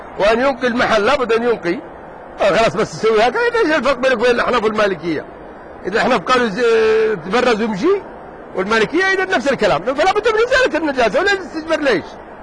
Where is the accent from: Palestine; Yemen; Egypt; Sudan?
Yemen; أنت لو رأيت المناك الأحقاف اللي عندنا في اليمن